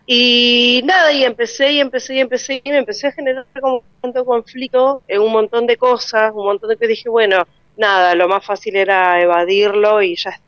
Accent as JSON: {"language": "Spanish", "town": "Comodoro Rivadavia", "region": "Chubut", "country": "Argentina", "said": "yo, como te decía, vengo del sur y vengo de la ciudad de Comodoro Rivadavia"}